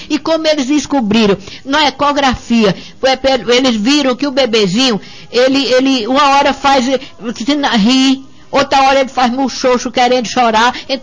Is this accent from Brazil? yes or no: yes; Patos, Paraíba, Brazil; Eu sou de Patos e meu marido é de Pombal.